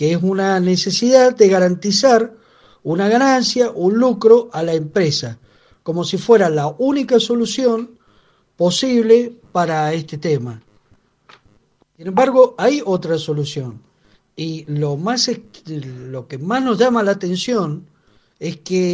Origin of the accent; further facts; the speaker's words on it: Mendoza, Argentina; los que limpiamos el ambiente, en este caso, somos los mendocinos con nuestros pulmones